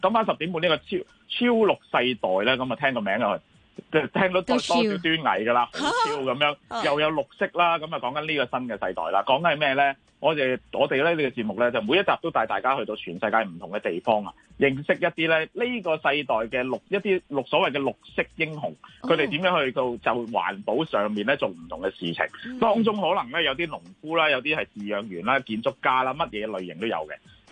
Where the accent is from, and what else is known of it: Hong Kong